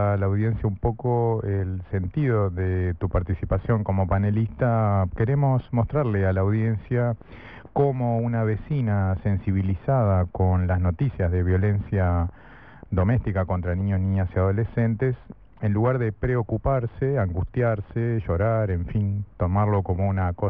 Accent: Maldonado, Uruguay; nacido y criado en Maldonado

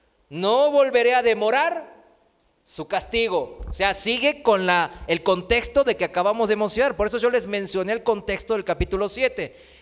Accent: South Korea; Spanish is a second language; now in Mexico; en mi país, en Corea, aquí en México también

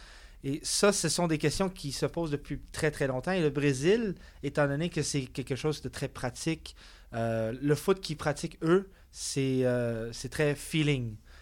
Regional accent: Laval, Quebec, Canada; also born or lived in Montreal; Je suis né à Montréal, j'ai vécu mon enfance à Laval, dans les Laurentides

